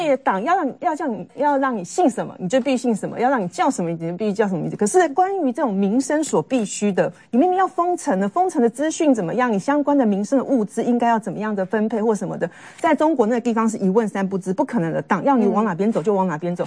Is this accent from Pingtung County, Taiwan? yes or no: no; Tainan, Taiwan; 这些东西在高雄都吃得到，所以。在因为我在台南长大，多少的台南或南部的乡亲是讲沙巴西梅